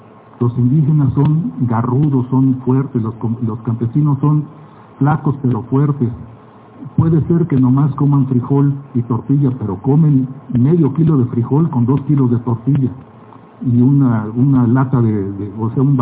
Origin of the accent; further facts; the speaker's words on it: Mexico City, Mexico; now in Oaxaca, Mexico; por mi aspecto, se pueden dar cuenta que no soy oaxaqueño, yo soy chilango, antropólogo por la ENA, que por causa de un extraño tsunami en 1980 me fui a Oaxaca y no regresé. Allá, desde ayer, desde entonces estoy allá.